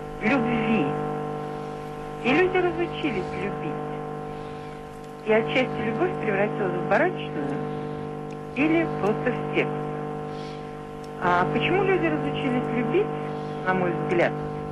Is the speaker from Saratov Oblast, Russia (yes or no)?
yes; Glazkovo, Saratov Oblast, Russia; Я из Глазкова, Саратовской области.